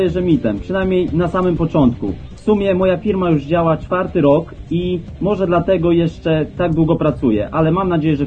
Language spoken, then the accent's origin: Polish; Malbork, Pomeranian Voivodeship, Poland; jestem z Malborka